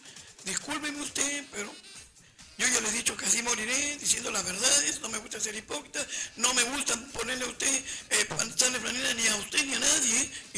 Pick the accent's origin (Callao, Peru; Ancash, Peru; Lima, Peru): Callao, Peru; No, señor. Todos somos chalacos. Si ustedes fueron elegidos, fue por nosotros, toda la zona sur, todo el Callao.